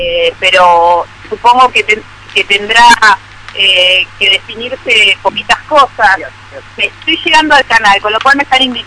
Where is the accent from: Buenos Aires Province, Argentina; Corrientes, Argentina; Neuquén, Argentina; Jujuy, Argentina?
Buenos Aires Province, Argentina; Lomas de Zamora; born there; now in Buenos Aires, Argentina; yo nací en el sur del conurbano bonaerense, en la localidad de Lomas de Zamora, y con el correr de la vida me fui mudando hacia la ciudad de Buenos Aires y hoy estoy viviendo un poquito al norte de la ciudad de Buenos Aires.